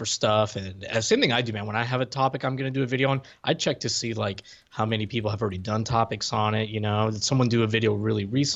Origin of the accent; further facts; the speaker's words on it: Puerto Rico; So I grew up in Puerto Rico